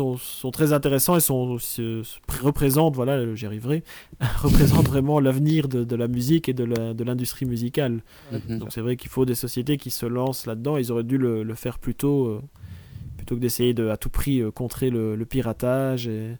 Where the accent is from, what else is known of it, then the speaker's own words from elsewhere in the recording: Liège, Wallonia, Belgium; accent: Liège; Oui, j'ai l'accent de Liège.